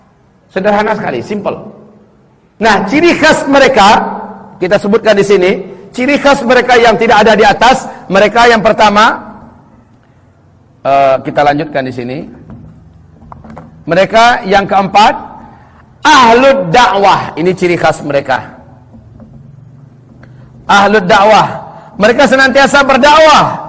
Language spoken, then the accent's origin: Indonesian; Padang, West Sumatra, Indonesia; Nah, giliran saya wong Padang. Ya, ketika wong Padang duduk ke sini